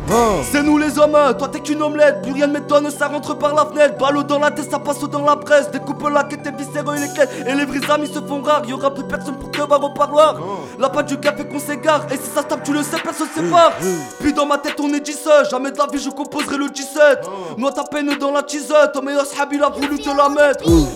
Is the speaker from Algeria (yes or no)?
yes; Algeria; c'est dédicace à mon pays d'origine, l'Algérie.